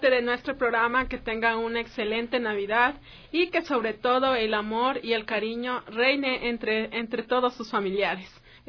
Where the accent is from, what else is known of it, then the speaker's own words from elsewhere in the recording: Ecuador; el amor que nos caracteriza como ecuatorianos